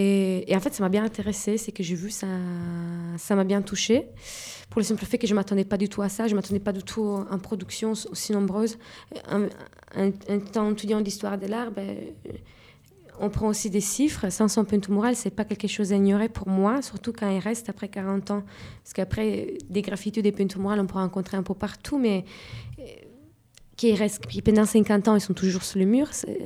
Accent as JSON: {"language": "French", "country": "Italy", "second_language": "French", "lives_now": "France", "said": "je suis italien, mais ne savent pas que je suis pas sarde."}